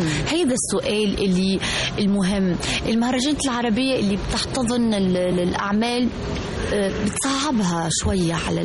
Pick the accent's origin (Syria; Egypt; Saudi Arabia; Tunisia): Tunisia; لأنه أنا مثلا كتونسية أنا مثلا زرت الأردن مثلا أو مصر